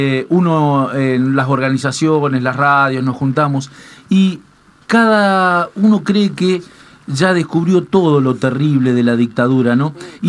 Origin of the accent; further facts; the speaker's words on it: Argentina; Creo que es para enorgullecernos como argentinos, ¿no, Tati?